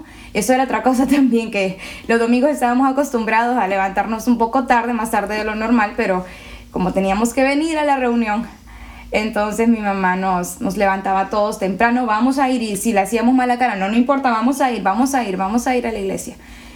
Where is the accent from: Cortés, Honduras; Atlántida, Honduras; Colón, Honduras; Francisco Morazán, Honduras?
Cortés, Honduras; La Lima; also born or lived in El Progreso; A los cortos 3 meses de edad me mudé con mi mamá y mi papá aquí en La Lima, en Residencial Oro Verde, y he vivido mis casi 23 años de vida allí.